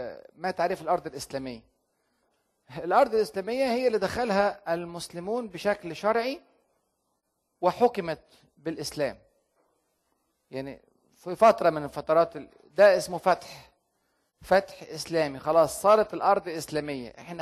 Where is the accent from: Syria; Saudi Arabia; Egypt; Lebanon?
Egypt; عشان كده عندنا الأديرة في مصر القديمة